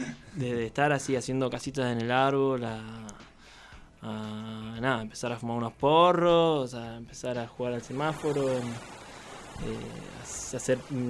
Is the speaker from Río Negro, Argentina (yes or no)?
yes; Bariloche, Río Negro, Argentina; Criarse así en Bariloche, nosotros además nos criamos como en Villa Los Coihues, Lago Gutiérrez sería, un barrio medio alejado del centro.